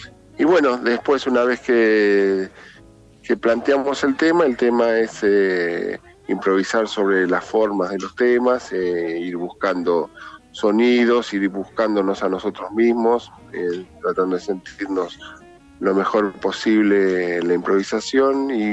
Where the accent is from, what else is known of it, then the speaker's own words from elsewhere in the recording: Buenos Aires, Argentina; yo soy de Buenos Aires, nací en el Hospital Italiano.